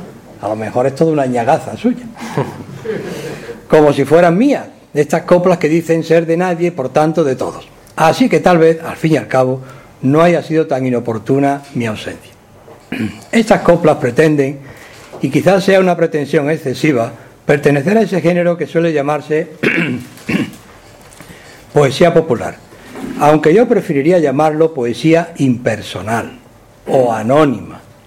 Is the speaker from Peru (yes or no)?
no; Andalusia, Spain; los que somos andaluces y hemos respirado el ambiente del flamenco